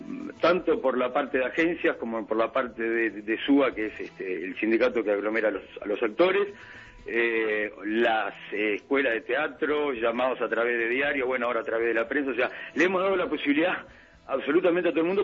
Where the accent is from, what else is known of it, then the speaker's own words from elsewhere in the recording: Montevideo, Uruguay; Sí, yo soy un poquito más de arriba, soy acá de Goes.